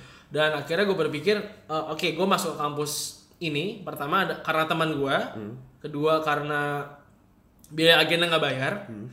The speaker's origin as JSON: {"language": "Indonesian", "region": "Jakarta", "country": "Indonesia", "tie": "born or raised there", "also_born_or_lived": "Tangerang", "said": "gue dari kecil gue udah di Jakarta, kemudian gue pindah ke Tangerang. Dan sekolah gue dari TK sampai SMA itu sama."}